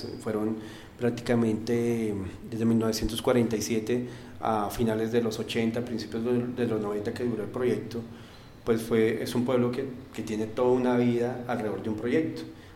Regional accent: Garagoa, Boyacá, Colombia; el sitio donde yo nací, que es Garagoa. Mi familia es de Macanal.

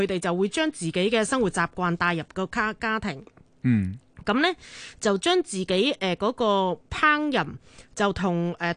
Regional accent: Kuala Lumpur, Malaysia; 我乡下。

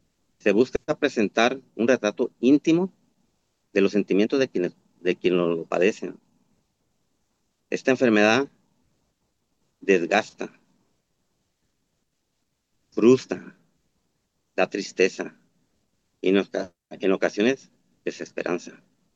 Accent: Tepic, Nayarit, Mexico; Soy orgullosamente de Tepic, Nayarit

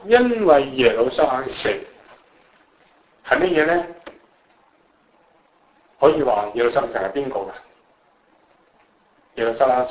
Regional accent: China; 我哋中國人嘅國個朝代係最輝煌嘅。

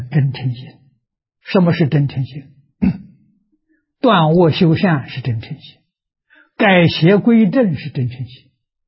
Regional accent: China; 我们中国人 解释宗教这两个意思非常好，是正确的

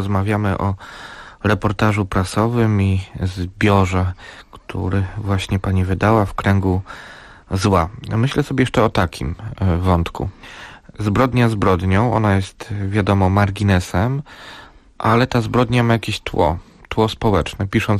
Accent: Żywiec, Silesian Voivodeship, Poland; który z kolei jest z moich stron. Jestem z Żywca, tak?

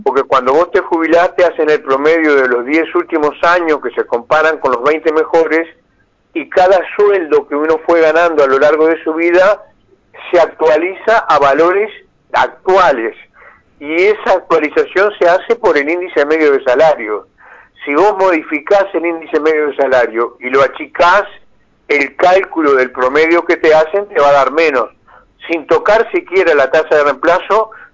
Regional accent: Fray Bentos, Río Negro, Uruguay; born there; seguramente ustedes llegan a Fray Ventos, que es mi pueblo de nacimiento.

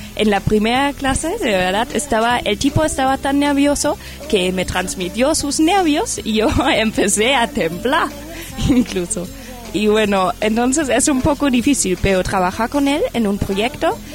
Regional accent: Germany; Spanish is a second language; Y bueno, eso debido a que soy alemana.

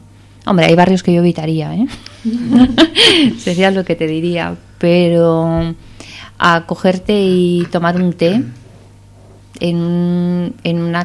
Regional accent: Asturias, Spain; yo vengo de Asturias, entonces es verde, es agua y hace frío y humedad, ¿no? Bueno, allí no hace tanta humedad

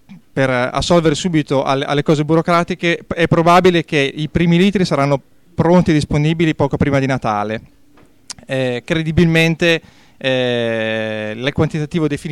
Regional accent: Bologna, Emilia-Romagna, Italy; dell'associazione Iabasta, vengo da Bologna.

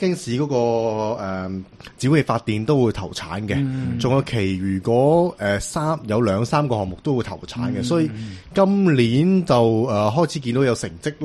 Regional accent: Hong Kong; 即系清洗晒我哋香港人，就因为香港人做蓝天

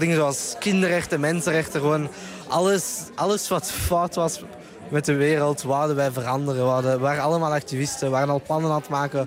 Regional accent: Brussels, Belgium; uit Brussel, België. En ik ben 17 jaar.

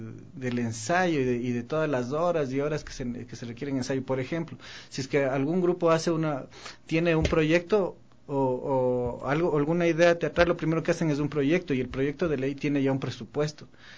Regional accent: Quito, Pichincha, Ecuador; nosotros como somos quiteños tenemos esta forma de hablar, ¿no?

